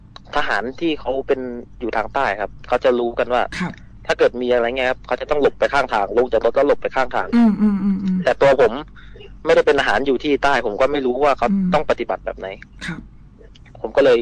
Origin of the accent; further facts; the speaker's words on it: Nakhon Ratchasima, Thailand; ผมเป็นพื้นเพคนโคราชนะครับ